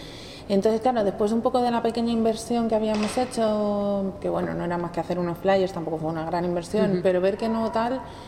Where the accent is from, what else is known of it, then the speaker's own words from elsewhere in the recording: Madrid, Community of Madrid, Spain; Yo soy de Madrid.